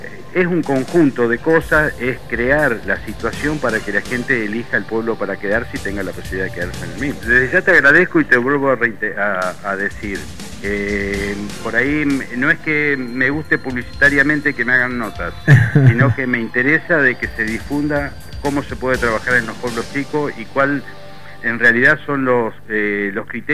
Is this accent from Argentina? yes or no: yes; Metileo, La Pampa, Argentina; also born or lived in General Pico; Yo nací en Metileo, me crié acá en la zona y estuve hasta los 18 años y me tuve que ir a trabajar a General Pico. Después, bueno, cuando tuve que hacer una elección de dónde instalarme para mi actividad, elegí de nuevo Metileo y hace 18 años que estoy trabajando de nuevo acá.